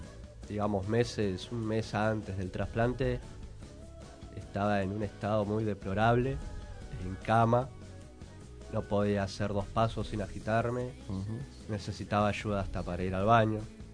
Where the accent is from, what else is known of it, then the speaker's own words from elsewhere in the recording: Paso del Rey, Buenos Aires Province, Argentina; Recorrer el barrio, otra vez yo soy de Paso del Rey, para quienes no saben.